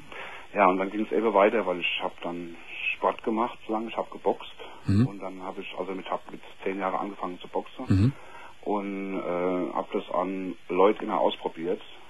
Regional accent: Mainz, Rhineland-Palatinate, Germany; Ich bin Mainzer.

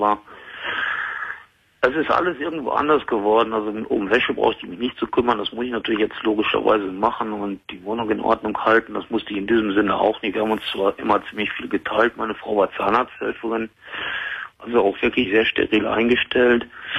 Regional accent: North Rhine-Westphalia, Germany; Ich bin gebürtig aus Westfalen, bin aber mittlerweile seit 40 Jahren in Hessen

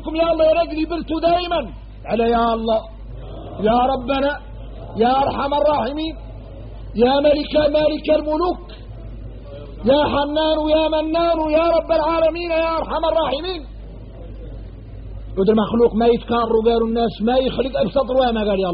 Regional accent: Mauritania; احنا موريتاني

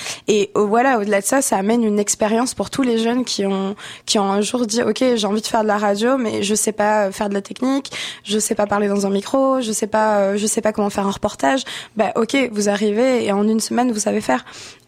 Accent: France; now in Canada; parce que moi, je suis française et en France, j'ai l'impression que les médias ne roulent que comme ça.

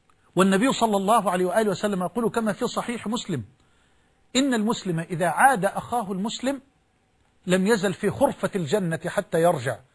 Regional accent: Egypt; واجعل بلدنا مصر واحة للأمن والأمان وجميع بلاد المسلمين

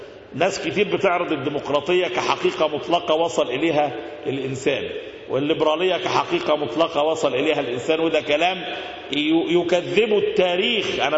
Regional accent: Egypt; اللي ممكن تشبهه عندنا في مصر بعصر

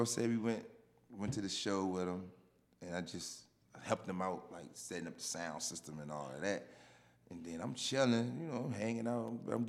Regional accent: Chesterfield, Virginia, United States; I represent the 804 VA. I am from Chesterfield, Virginia.

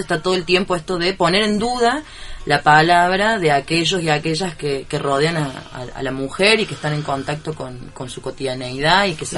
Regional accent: Cruz del Eje, Córdoba, Argentina; Y ahora yo soy de Cruz del Eje y voy siguiendo muy el día los hechos de allá

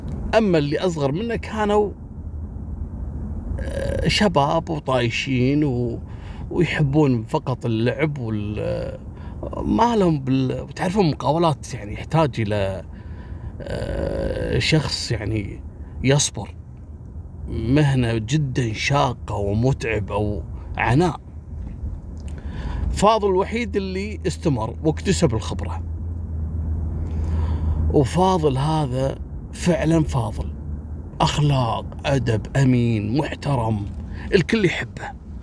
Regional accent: Kuwait; فكل الدول في العالم مرحب فيها عندنا في الكويت

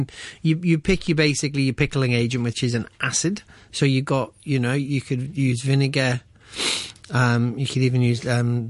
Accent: Liverpool, North West England, United Kingdom; I'm from Liverpool, so it's more of a cold, wet weather dish.

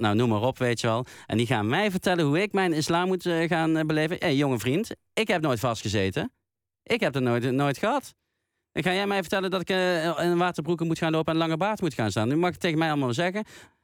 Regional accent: Netherlands; ik ben ook gewoon Nederlander, maar ik ben ook nog een keer Marokkaan, ook nog een keer.

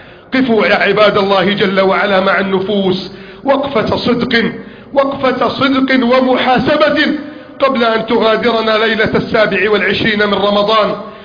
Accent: Egypt; اللهم احفظ بلدنا مصر

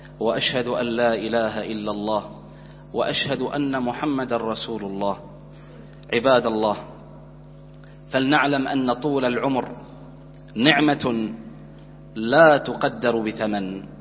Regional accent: Bahrain; اللهم احفظ بلدنا البحرين

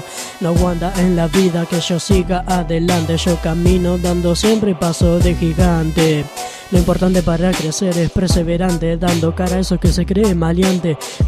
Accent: Santa Fe, Argentina; Que yo soy de Santa Fe, por eso.

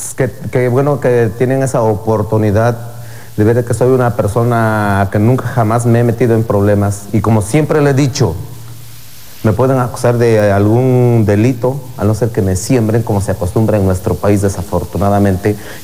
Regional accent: Oaxaca, Mexico; ¿De qué zona eres? De la Mixteca, lo cual no miento.

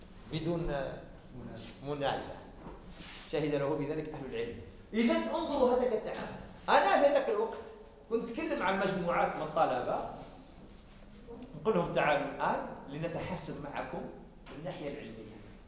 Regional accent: Algeria; احنا عندنا في الجزائر

